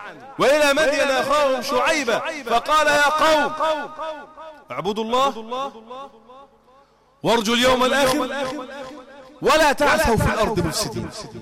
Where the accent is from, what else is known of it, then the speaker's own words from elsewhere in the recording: Egypt; يعني يا رجالة إحنا فلاحين، أنت مقتنع إن إحنا عندنا في مصر أزمة سكر؟